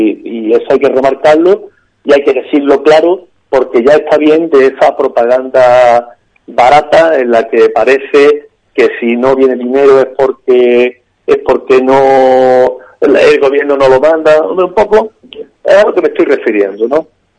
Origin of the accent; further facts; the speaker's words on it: Andalusia, Spain; Los andaluces no somos así, los andaluces sí entendemos cuando se nos están dando largas